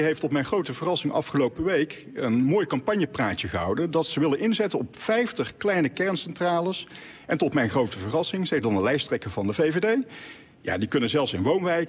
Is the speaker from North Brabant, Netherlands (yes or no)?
yes; 's-Hertogenbosch, North Brabant, Netherlands; Ik kom uit Den Bosch, tussen Den Bosch en Os, heeft men het over de duurzame polder.